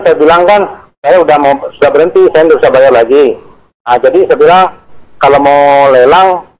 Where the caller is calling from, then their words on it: Kalimantan, Indonesia; Ini saya dari … dari Kalimantan.